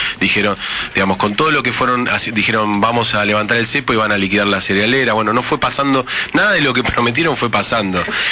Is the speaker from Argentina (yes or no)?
yes; Argentina; ¿Cuál fue la posición argentina? Y, o sea, ¿qué hicimos nosotros como argentinos?